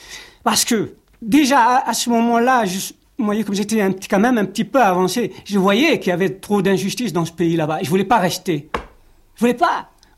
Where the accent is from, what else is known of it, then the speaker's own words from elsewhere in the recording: Algeria; born there; Je suis né en Algérie, j'ai été à l'école.